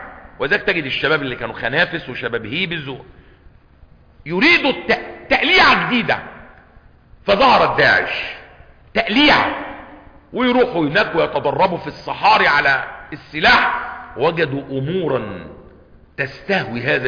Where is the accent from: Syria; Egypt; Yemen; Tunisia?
Egypt; Cairo, Cairo Governorate; إحنا عندنا بيوت هنا في القاهرة